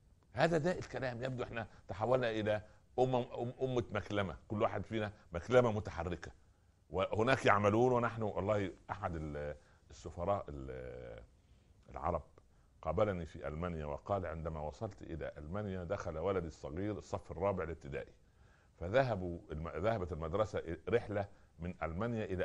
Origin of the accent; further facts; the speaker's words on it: Upper Egypt, Egypt; أنا أذكر في بداية الستينات لما نزل التلفزيون عندنا في الصعيد وكان الأقارب يأتون لزيارتنا